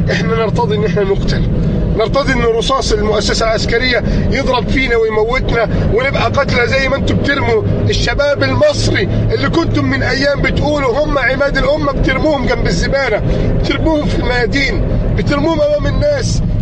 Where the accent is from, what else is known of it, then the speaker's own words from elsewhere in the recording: Egypt; يا رب احفظ بلدنا مصر